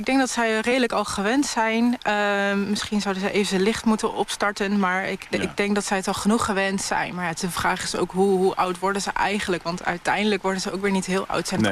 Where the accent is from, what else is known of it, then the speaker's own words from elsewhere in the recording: Gelderland, Netherlands; Ik heb ook wel eens gehad dat ik ben opgegroeid in Gelderland en dat ik in Noord-Holland de koolmezen compleet anders vond zingen.